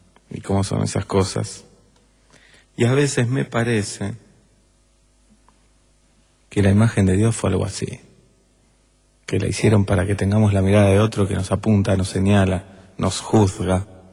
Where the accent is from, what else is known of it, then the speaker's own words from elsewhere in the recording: Argentina; Y soy argentino y los argentinos a veces somos así.